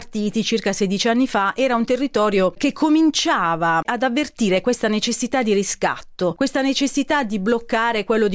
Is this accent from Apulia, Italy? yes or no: yes; Gravina in Puglia, Apulia, Italy; Vengo da Gravina in Puglia, una fantastica cittadina di non molto grande, 45.000 abitanti, della Puglia, dell'entroterra pugliese. Siamo un po' lontani dal mare